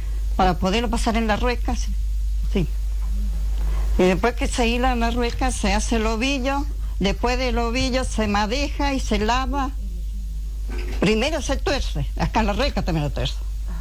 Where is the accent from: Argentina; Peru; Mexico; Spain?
Argentina; Puyén, Chubut; Soy de Puyén. Soy de familia hilandera, tejendera, de parte abuelo y abuela.